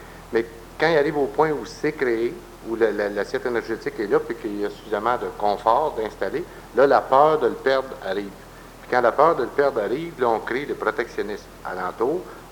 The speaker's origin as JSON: {"language": "French", "town": "Shawinigan", "region": "Quebec", "country": "Canada", "said": "pendant que je suis de Shawinigan pour aller à la pêche"}